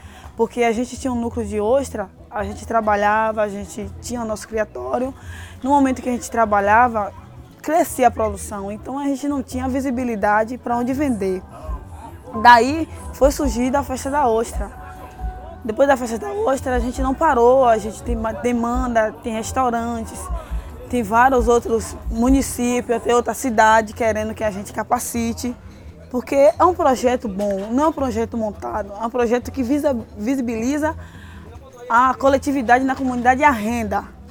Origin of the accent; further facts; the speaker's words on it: Bahia, Brazil; sou daqui do Quilombo do Caonge, comunidade quilombola, comunidade ancestral, comunidade de matriz africana, tenho 30 anos.